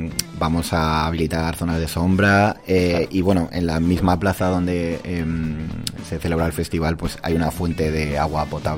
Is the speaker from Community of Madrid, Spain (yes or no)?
yes; Madrid, Community of Madrid, Spain; somos de Vallecas, ¿no?